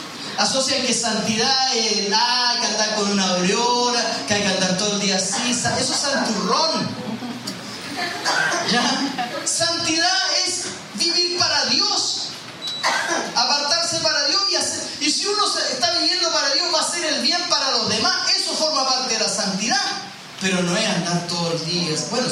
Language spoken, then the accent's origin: Spanish; Chile; Porque somos mentirosos como chilenos, ¿no?